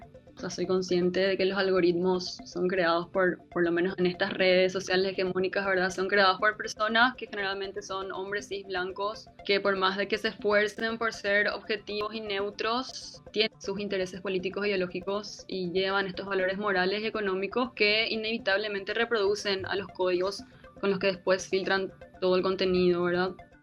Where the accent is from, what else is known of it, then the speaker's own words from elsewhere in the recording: Asunción, Paraguay; now in Buenos Aires, Argentina; Estoy actualmente viviendo en Buenos Aires y soy de Asunción.